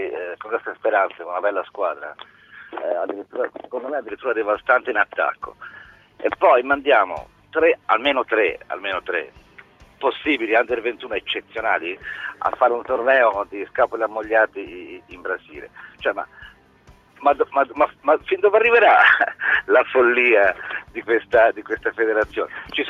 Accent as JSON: {"language": "Italian", "region": "Tuscany", "country": "Italy", "lives_now": "Milan, Italy", "said": "Io sto a Milano ma sono toscano."}